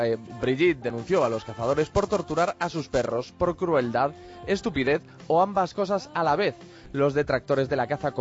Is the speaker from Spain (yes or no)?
yes; Spain; Es curioso porque yo podría decir exactamente lo mismo siendo español.